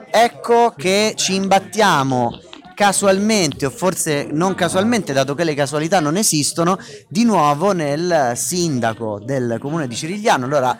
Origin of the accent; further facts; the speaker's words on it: Umbria, Italy; anche dalle mie parti in Umbria, in montagna, ci si urlava da valle a valle.